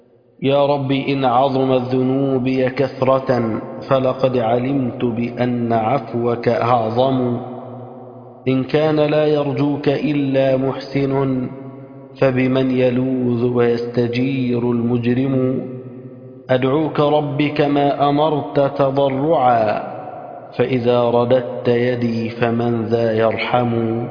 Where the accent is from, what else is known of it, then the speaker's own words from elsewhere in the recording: Egypt; اللهم اجعل بلدنا مصر بلد الأمن والأمان.